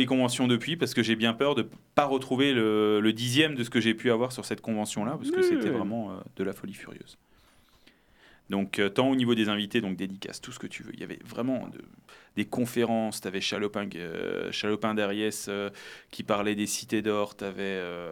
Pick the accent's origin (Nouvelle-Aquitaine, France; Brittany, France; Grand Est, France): Grand Est, France; Mulhouse; Donc, moi, je viens de Mulhouse.